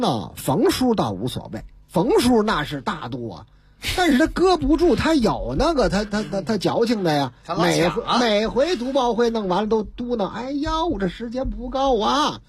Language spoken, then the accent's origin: Chinese; Beijing, China; 中华人民共和国北京市，